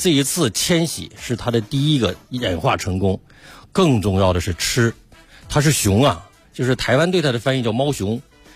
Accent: Gansu, China; 比如说我是甘肃人，我小时候就吃一款瓜叫白兰瓜

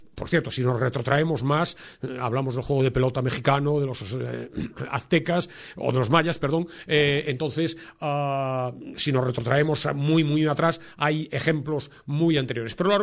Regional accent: Vigo, Galicia, Spain; Yo soy de Vigo, yo iba a Balaídos, al estadio del Celta, cada 15 días con mi padre

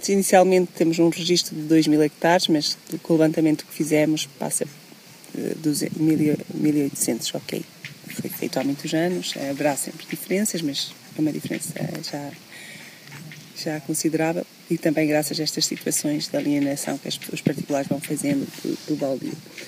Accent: Covas, Portugal; Nasci em Covas, sou filha de agricultores e sempre tivemos criação de gado, de vários tipos de gado.

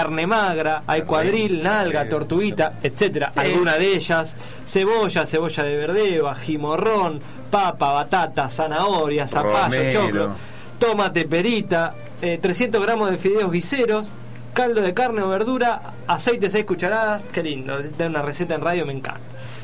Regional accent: Buenos Aires, Argentina; Yo que soy de Villa Lugano

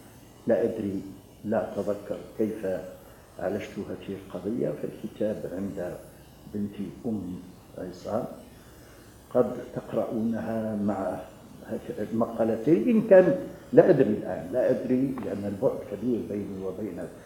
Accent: Algeria; يهتم بالجانب الاجتماعي للمرأة المسلمة سواء عندنا في الجزائر سواء في البلاد الأخرى،

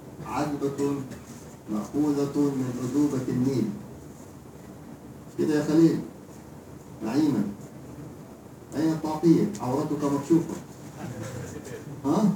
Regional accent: Hadhramaut, Yemen; now in Egypt; زي ما بنقول عندنا في حضرموت

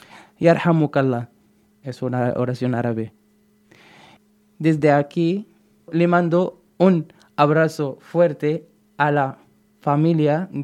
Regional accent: Morocco; moved away as an adult; now in Bilbao, Spain; tengo 26 años. Yo soy marroquí. Llevo 3 años en España. Vivo en Bilbao ahora.

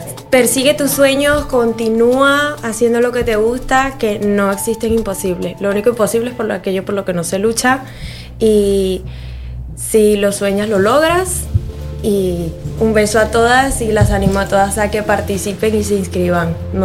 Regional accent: Venezuela; now in Spain; Sí. Yo soy de Venezuela, sí. Venezolana.

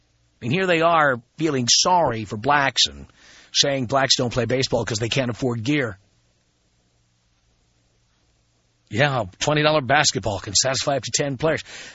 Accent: New York City, New York, United States; By the way, I grew up in the South Bronx.

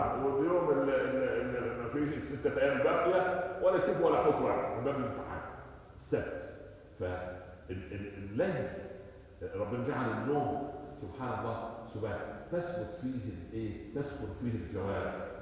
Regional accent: Upper Egypt, Egypt; عندنا في الصعيد يقول لك ام الطفل كذابه

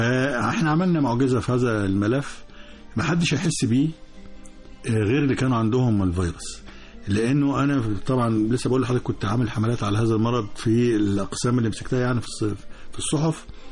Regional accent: Egypt; لأنه بيفكر الناس بمشكلة مزمنة كانت موجودة عندنا في مصر

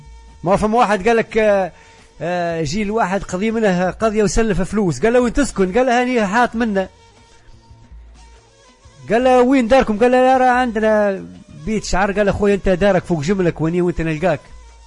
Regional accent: Kebili Governorate, Tunisia; كانت نفزاوة تعيش على، ونعرف أنا منطقة صحراوية مناخها ضعيف شوي، شديد البرودة شتاء وشديد الحرارة صيفا وقليل الأمطار

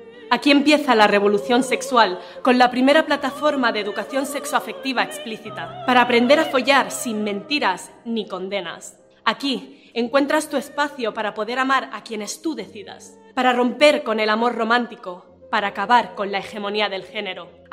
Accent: Barcelona, Catalonia, Spain; yo me acababa de mudar a Madrid, y en uno de estos viajes precarios que se hacen en coches compartidos de Madrid a Barcelona, mi tierra natal

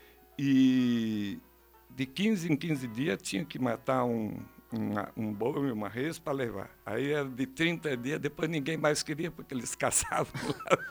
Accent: Tamanduá, Paraná, Brazil; born there; eu nasci ali no Tamanduá em 1944, hoje estou com 71 anos, falta poucos meses para 72

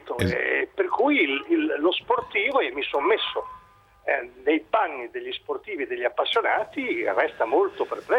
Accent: Bologna, Emilia-Romagna, Italy; born there; Quando ero a Bologna, in questa grande palestra che era la mia città natale negli anni 60 e 70

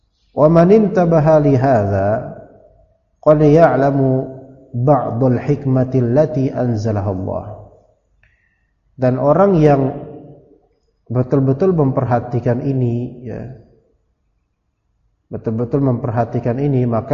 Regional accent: Jakarta, Indonesia; Ana bilang ana orang Jakarta. Keluarga Betawi ana besar. Kita orang Jakarta.

